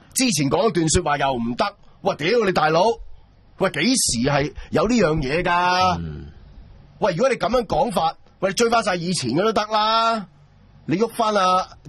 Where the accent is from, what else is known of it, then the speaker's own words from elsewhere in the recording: Hong Kong; 所以你投呢一票就係為我哋香港人去投